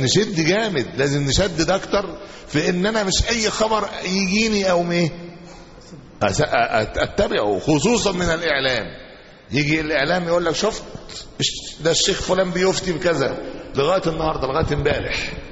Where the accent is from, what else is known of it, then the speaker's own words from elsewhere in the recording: Egypt; احنا عندنا في مصر هنا